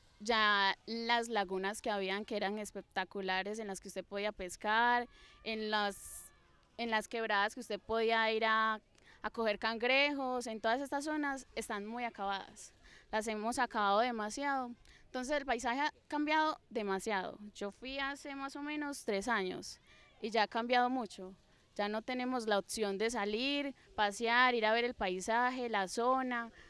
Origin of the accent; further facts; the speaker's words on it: Medellín, Antioquia, Colombia; born there; Yo nací aquí en Medellín, pero la gran parte de mi familia vivió en apartado, ¿cierto? Conozco toda la zona de Antioquia